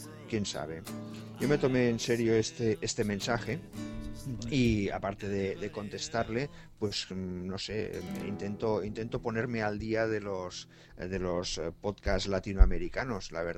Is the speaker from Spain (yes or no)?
yes; Spain; Servinario y yo somos españoles